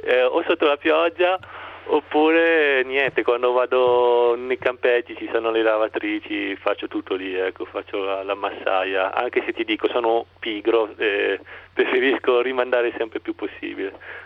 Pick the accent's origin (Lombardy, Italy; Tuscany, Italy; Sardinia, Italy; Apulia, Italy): Lombardy, Italy; Milan; mi ha fatto un po' sentire a Milano, perché sono di Milano.